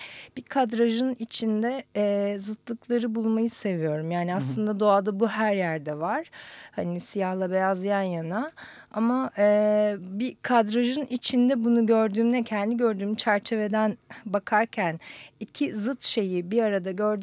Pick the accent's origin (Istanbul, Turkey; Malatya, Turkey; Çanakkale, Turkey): Istanbul, Turkey; İstanbul doğumluyum. Hı-hı. İstanbul'da büyüdüm.